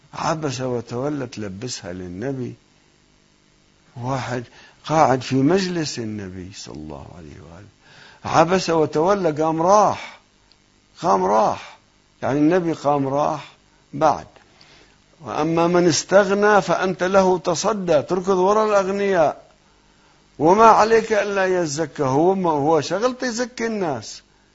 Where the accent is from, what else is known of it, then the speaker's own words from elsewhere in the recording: South Governorate, Lebanon; now in Qom, Iran; أنا من قريتنا في لبنان فوق صور ما أعرضت عنها، يمكن يأتي وقت أني أسكن فيها